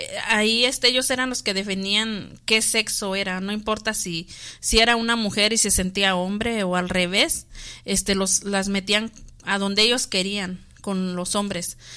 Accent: Mexico; Sí, pues también en México, yo soy de México y también eso existía

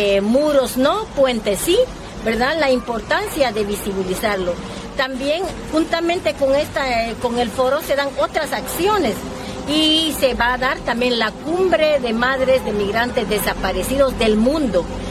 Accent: Guatemala; soy Maya Cachiquel de Guatemala.

